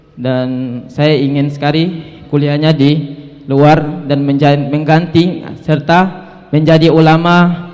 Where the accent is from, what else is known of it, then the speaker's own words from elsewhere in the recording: Ambon, Maluku, Indonesia; Saya dari Ambon. Datangnya 2 hari yang lalu sendiri ke sini